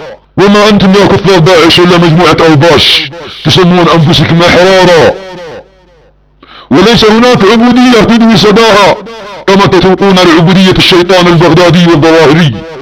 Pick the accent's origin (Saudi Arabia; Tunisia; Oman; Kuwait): Saudi Arabia; عندما تكون بلادنا السعودية بامن وخير